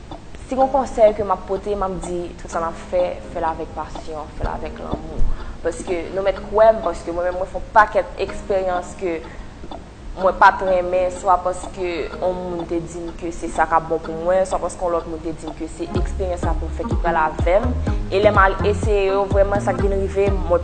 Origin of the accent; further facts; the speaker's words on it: Haiti; moi je suis haïtienne.